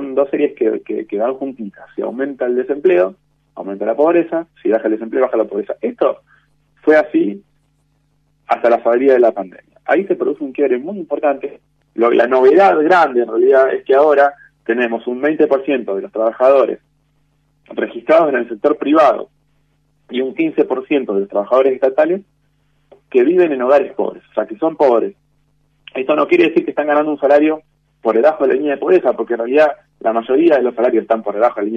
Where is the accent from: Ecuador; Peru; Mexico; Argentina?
Argentina; el Estado somos, nosotros somos la sociedad argentina